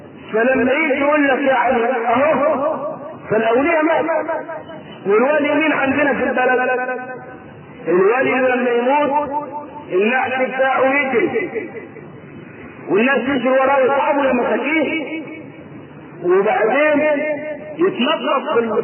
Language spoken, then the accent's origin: Arabic; Egypt; بيعدوهم كم مقام عندنا في مصر وكم مقام في البلاد الثانية